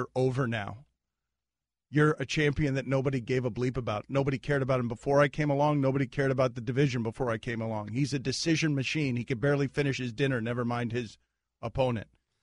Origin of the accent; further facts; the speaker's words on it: Ireland; I'm an Irishman.